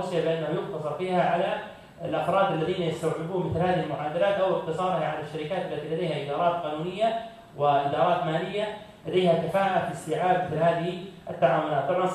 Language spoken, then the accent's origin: Arabic; Saudi Arabia; مثلا عندنا في السعودية